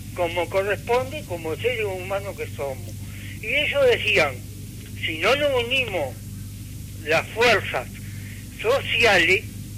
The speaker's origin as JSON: {"language": "Spanish", "country": "Uruguay", "said": "llevándola como buenos uruguayos que somos."}